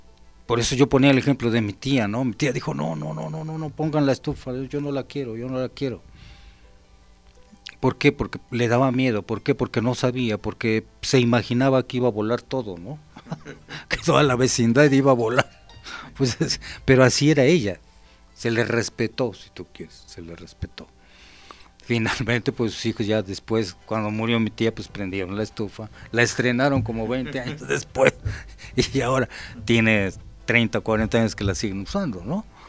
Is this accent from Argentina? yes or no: no; Mexico